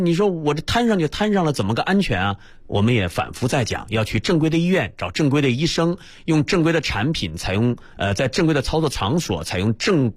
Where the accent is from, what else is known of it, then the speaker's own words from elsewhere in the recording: Northeast China, China; 白磊你也是东北人，我也是东北人啊。